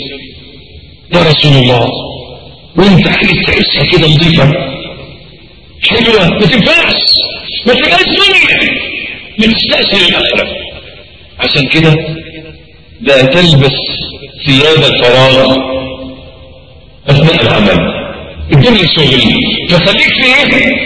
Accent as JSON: {"language": "Arabic", "country": "Egypt", "said": "عندنا في مصر معلش تلاقي راجل ميكانيكي"}